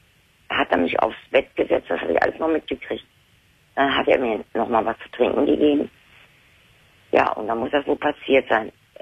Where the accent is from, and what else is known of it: Lower Saxony, Germany; born there